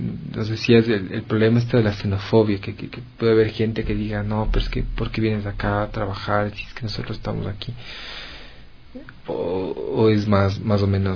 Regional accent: Quito, Pichincha, Ecuador; cómo nos aporta a nosotros como quiteños. Estamos aquí en Quito

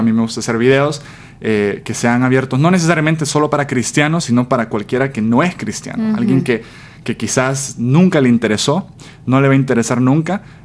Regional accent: El Salvador; moved away as an adult; now in United States; Sí, bueno … así como dijiste, soy de El Salvador, tengo 23 años, viví en El Salvador toda mi vida, una familia pequeña de 4. A los 18 me quería ir a estudiar fuera del país, así que vine a Estados Unidos a estudiar la universidad.

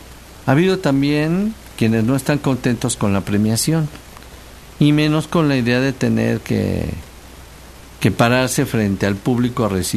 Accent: Mexico; Y ya saben cómo somos los mexicanos

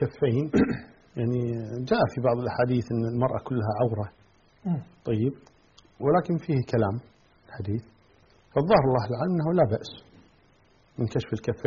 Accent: Kuwait; يعني الآن مثلا عندنا في الكويت كمثال،

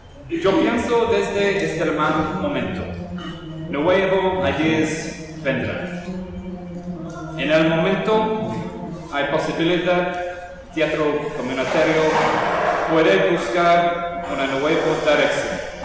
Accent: England, United Kingdom; Spanish is a second language; soy director de Inglaterra

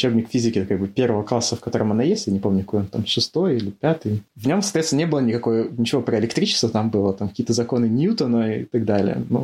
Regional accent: Cherepovets, Vologda Oblast, Russia; born there; also born or lived in Saint Petersburg; Я родился в Череповце, когда мне было... Ну, примерно, на самом деле, даже когда я родился, родители еще до того, как я родился, на самом деле, переехали в Питер на учебу. Мама вернулась в Череповец, как бы, меня рожать.

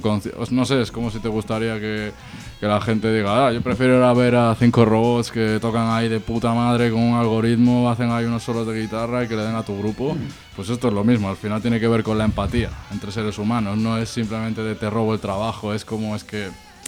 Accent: Galicia, Spain; que soy gallego? Ese problema no lo tengo.

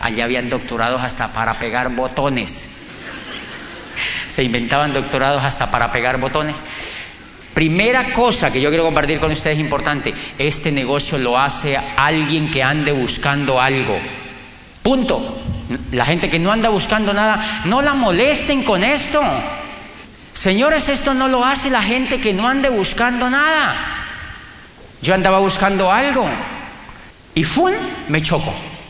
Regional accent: Colombia; moved away as an adult; now in Europe; Y yo le dije, yo vengo de Colombia.

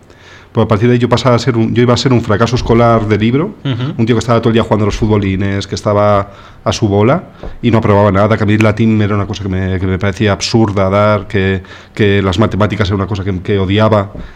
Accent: Móstoles, Community of Madrid, Spain; soy un chavalito de Móstoles, así enrollado

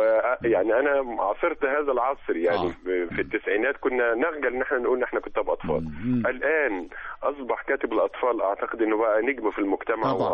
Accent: Egypt; فهو عرس ثقافي احنا نفخر به كمصريين للأمانة الشديدة

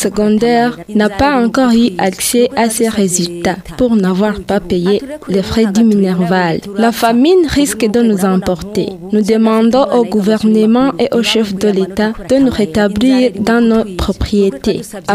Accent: Burundi; Nous demandons au gouvernement de nous rétablir dans nos propriétés car nous sommes Burundais comme tant d'autres.

